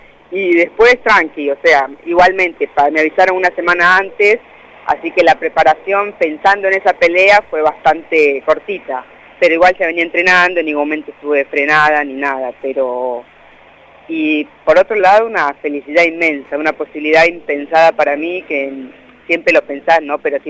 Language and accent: Spanish; La Pampa, Argentina; also born or lived in Colombia; now in Anguil, Argentina; yo soy argentino y pampeana a muerte.